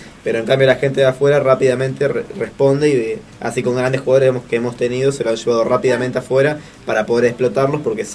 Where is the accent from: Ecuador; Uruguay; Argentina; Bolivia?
Argentina; lo primero que se dan cuenta no somos los argentinos, es la gente de afuera